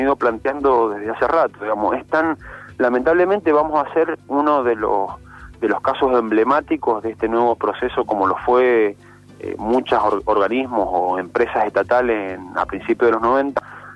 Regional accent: Mendoza, Argentina; yo soy de Mendoza, estamos acá en la delegación de la provincia de Mendoza

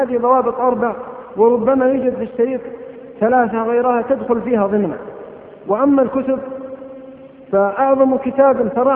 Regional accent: Abha, Asir, Saudi Arabia; مثل ما سأل أحد العلماء عندنا في أبها

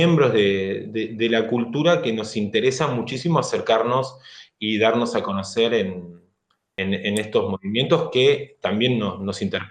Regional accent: Longchamps, Buenos Aires Province, Argentina; yo primero que soy de un barrio del conurbano, me crié en Longchamps

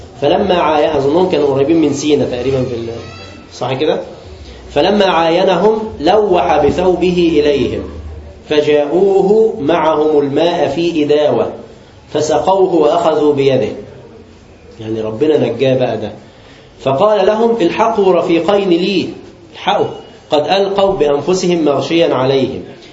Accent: Egypt; الكوسة دي عندنا في مصر

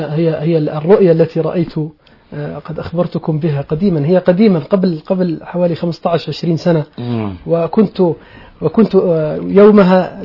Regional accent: Mahis, Balqa Governorate, Jordan; بعد أن رحلت من منطقة من عمان ذهبت إلى بلدتي الأصلية وهي بلدة ماحص،

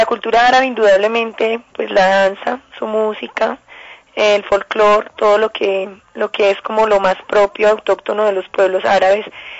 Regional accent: Colombia; es un mundo completamente nuevo para uno como colombiana

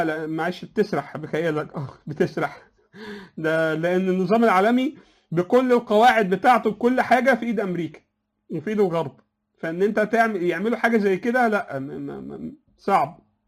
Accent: Egypt; يعني ما احنا عندنا في مصر تقريبا روسيا واوكرانيا

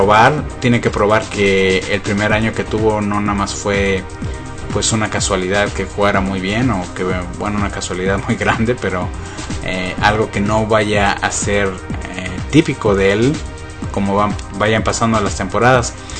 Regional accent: Mexico; para los que somos mexicanos y somos fanáticos del fútbol

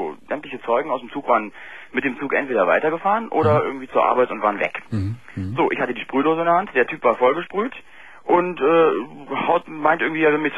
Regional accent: Berlin, Germany; born there

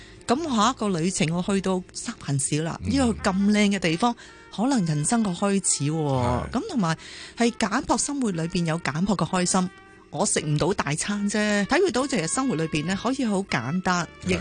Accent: Hong Kong; moved away as an adult; 香港是我的土生土长的根

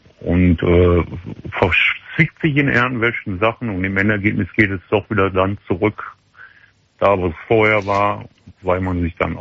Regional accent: Wesel, North Rhine-Westphalia, Germany; dahin zurückgegangen, wo ich herkomme. Also wir kommen aus Wesel.

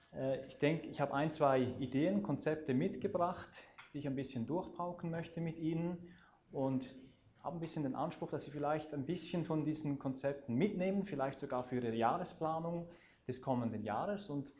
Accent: Eastern Switzerland, Switzerland; weshalb ich Hochdeutsch spreche. Ich komme ursprünglich aus der Ostschweiz und wir wollten sicherstellen, dass die Basler mich auch wirklich verstehen. Ich habe zwar ein Jahr lang in Basel gewohnt, gleich hier in Gündelü, in einer sehr schönen Wohnung

